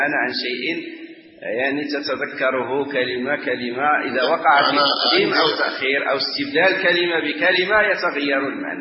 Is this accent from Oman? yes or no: no; Morocco; ونحن عندنا في المغرب